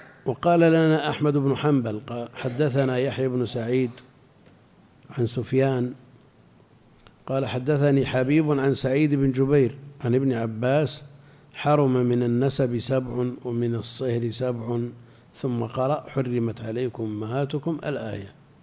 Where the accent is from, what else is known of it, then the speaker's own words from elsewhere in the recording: Al-Qassim, Saudi Arabia; لا عندنا في القصيم كثير